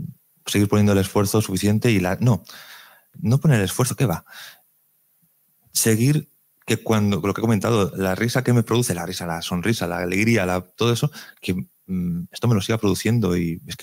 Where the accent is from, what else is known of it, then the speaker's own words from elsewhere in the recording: Region of Murcia, Spain; also born or lived in Terrassa; now in Valencia, Spain; yo nací en Cataluña, en Terrassa, estuve 10 años viviendo allí, luego estuve 20 años viviendo en Murcia, ahora llevo 17 años aquí en Valencia